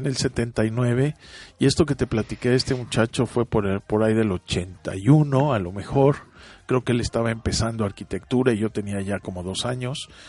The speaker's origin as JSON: {"language": "Spanish", "country": "Mexico", "said": "bueno, en México a lo mejor tenemos esa conciencia."}